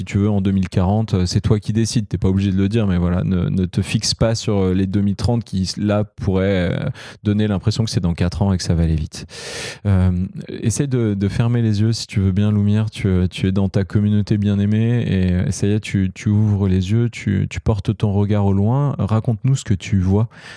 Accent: Auvergne-Rhône-Alpes, France; Moi, je viens des montagnes de l'Isère.

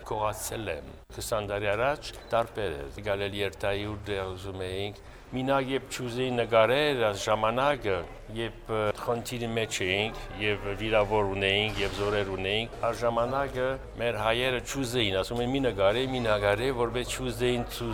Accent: France; 92-ը եկել եմ որպես ֆրանսահայ։

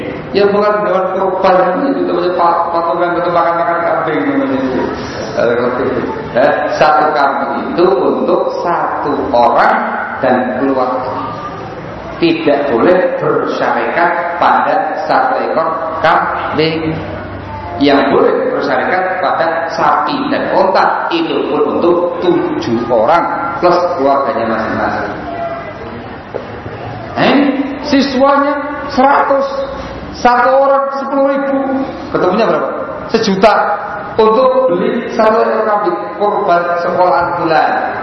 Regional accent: Yogyakarta, Special Region of Yogyakarta, Indonesia; Saya dari Jogja.

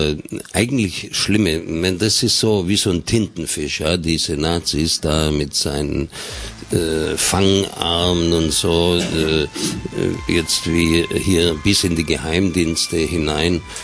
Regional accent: Baden-Württemberg, Germany; wie man bei uns in Schwabenland gesagt hat

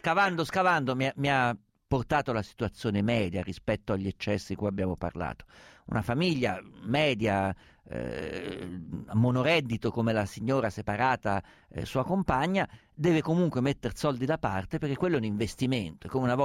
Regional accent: Rome, Lazio, Italy; io sono di Roma.

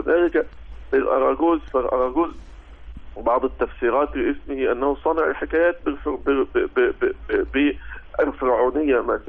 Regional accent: Abu Kabir, Al Sharqia Governorate, Egypt; يعني ممكن نرجعها لي لما كان عندي 4 سنوات. وعندما رأيت ذلك الرجل في قريتي أبو كبير شرقية

